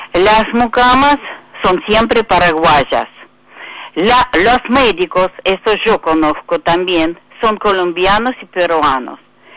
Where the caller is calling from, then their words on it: Tablada, Buenos Aires Province, Argentina; de Tablada.